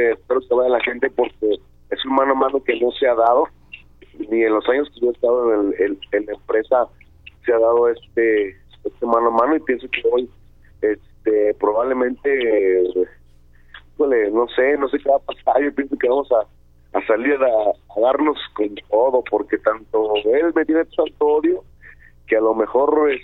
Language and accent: Spanish; Jalisco, Mexico; regresar a mi casa y pues qué más que como lo hacía antes, pues de Jalisco, ¿no? El sombrero y al estilo de aquí de mi tierra.